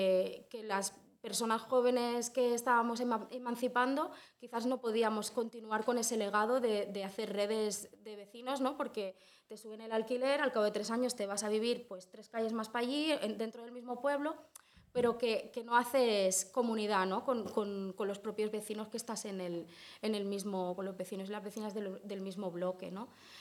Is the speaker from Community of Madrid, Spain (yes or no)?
no; Olesa de Montserrat, Catalonia, Spain; soy de Olesa, he nacido en Olesa, no sé si todo el mundo sitúa más o menos dónde está, en el Baix Llobregat Nord. Estamos, bueno, cerca del área metropolitana, pero tampoco tanto.